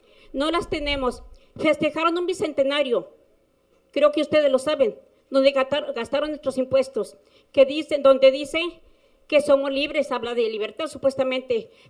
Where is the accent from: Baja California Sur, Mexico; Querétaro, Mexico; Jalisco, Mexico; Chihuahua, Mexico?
Jalisco, Mexico; Temaca; somos de Temaca, quieren matar al pueblo y tenemos el derecho de estar aquí